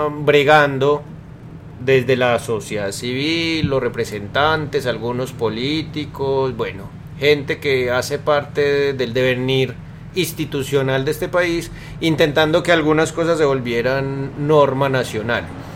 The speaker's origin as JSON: {"language": "Spanish", "country": "Colombia", "said": "En Colombia hay una cosa que llaman has. Somos colombianos."}